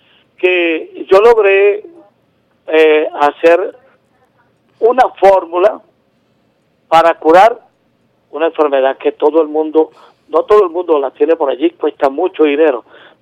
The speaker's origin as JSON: {"language": "Spanish", "country": "Venezuela", "said": "las personas de mi pueblo sepan que la tenemos aquí en Venezuela"}